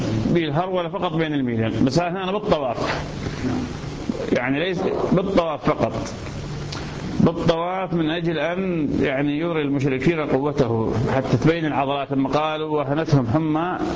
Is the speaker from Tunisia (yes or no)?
no; Ramadi, Al Anbar, Iraq; هذا أحد العلماء عندنا في الرمادي